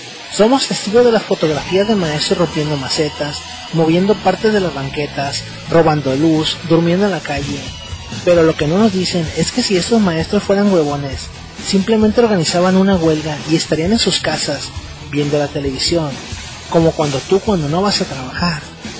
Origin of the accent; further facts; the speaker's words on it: Mexico; ¿Soy un mal mexicano aunque trabaje los otros 6 días de 9 a 10 de la noche?